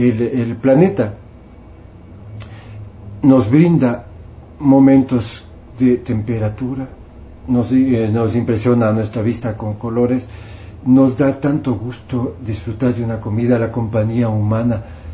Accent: Ecuador; como soy orgullosamente ecuatoriano y soy orgullosamente músico popular

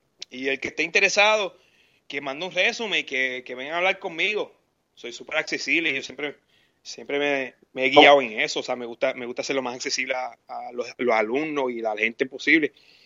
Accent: Puerto Rico; moved away; desde que salí de Puerto Rico, pues yo quería proveer un servicio a mi gente

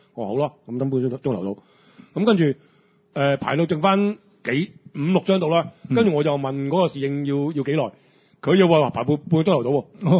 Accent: Hong Kong; 佢知道我香港人嚟㗎嘛

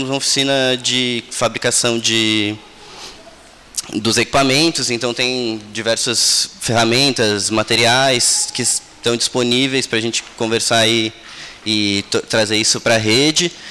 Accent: Ubatuba, São Paulo, Brazil; Eu fui criado em Ubatuba, minha infância, mas depois fui morar para fora e agora a gente está de volta em Ubatuba desde dezembro

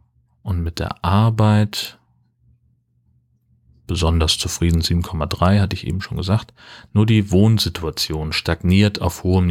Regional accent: Hesse, Germany; also natürlich bin ich in Hessen aufgewachsen und habe da irgendwie einen Großteil meines Lebens verbracht

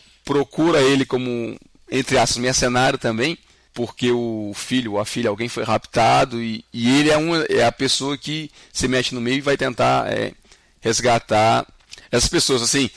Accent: Rio Grande do Norte, Brazil; born there; also born or lived in Northeast Brazil / Fortaleza; eu sou nascido no Rio Grande do Norte, mas por coincidência foi onde eu menos morei na minha vida. O meu pai era militar, então a gente se mudava bastante de cidade em cidade. Eu morei bastante no Nordeste como um todo. E eu terminei em Fortaleza.

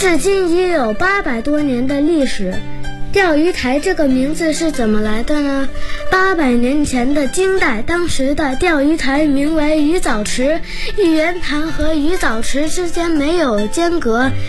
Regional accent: Beijing, China; 我是一个2010年出生的小北京人，今年正好八岁，标准的10后，生在北京，长在北京，这里是我的家，这里是我的乐园。

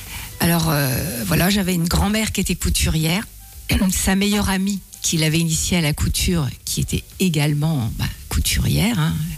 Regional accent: Grand Est, France; also born or lived in Aube; On est des Ardennes depuis 1654, donc c'est vous dire. Voilà, même village.

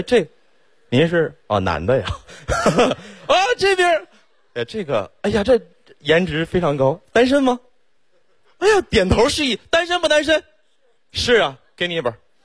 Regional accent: Xiong'an, Hebei, China; 我真的特别的学土生土长的雄安人，从小在那长大

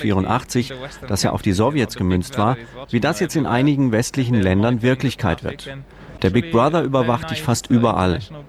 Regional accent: Bulgaria; Ich komme aus Bulgarien, also einem ehemaligen Ostblockstaat

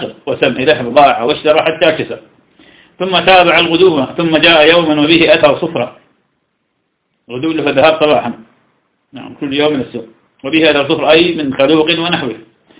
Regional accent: Iraq; فلم عندنا في العراق

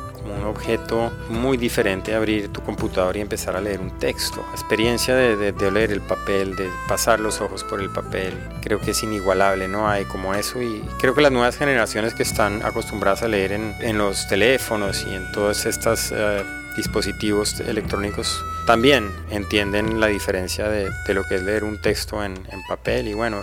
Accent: Colombia; soy escritor de Colombia.

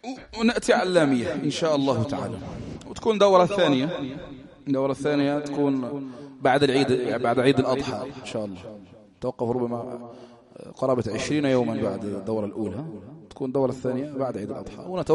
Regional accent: Algeria; تعرفوا الحال في بلدنا يعني تمر بلدنا الجزائر يعني بأحداث عظام

